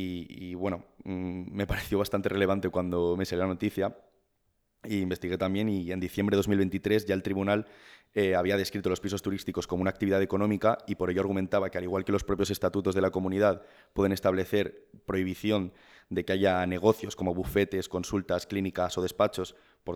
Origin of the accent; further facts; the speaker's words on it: Balearic Islands, Spain; now in Madrid, Spain; Pascu y yo, como ya dijimos en el primer programa, somos ambos de Mallorca.